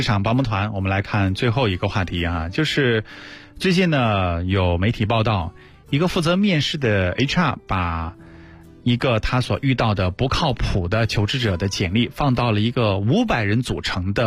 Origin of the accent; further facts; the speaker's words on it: China; 那出去我们都是中国人，对不对？